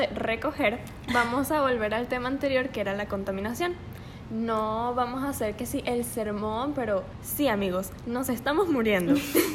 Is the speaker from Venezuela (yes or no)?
yes; Venezuela; now in Monterrey, Mexico; ella es Babi, somos primas, somos de Venezuela y actualmente estamos viviendo en Monterrey estudiando diseño de modas.